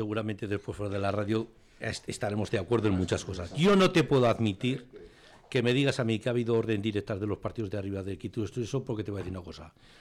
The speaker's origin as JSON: {"language": "Spanish", "town": "Fustiñana", "region": "Navarre", "country": "Spain", "said": "hablo de mi pueblo Fustiñana"}